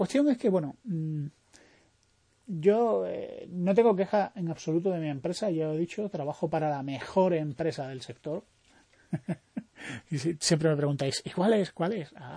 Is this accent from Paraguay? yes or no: no; Spain; no solo somos los españoles los únicos que abusamos